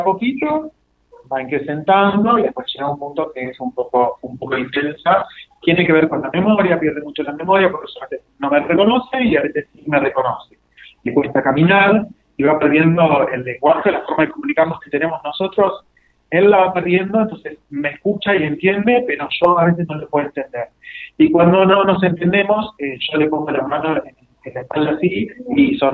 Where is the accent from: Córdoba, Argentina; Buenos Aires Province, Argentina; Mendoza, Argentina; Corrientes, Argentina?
Buenos Aires Province, Argentina; La Plata; born there; Nací en la ciudad de La Plata, en el año 82, un montón, tengo 40, pero pasé mis veranos y muchos fines de semana en San Clemente, en la costa.